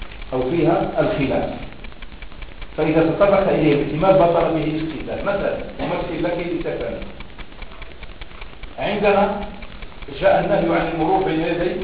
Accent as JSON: {"language": "Arabic", "country": "Morocco", "said": "ولعله عندنا في المغرب باسم نبتة من النباتات"}